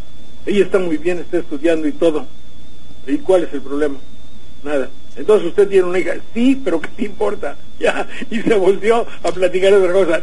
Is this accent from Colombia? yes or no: no; Mexico; siendo un mexicano, sabiendo que nuestro país tiene el 50% de personas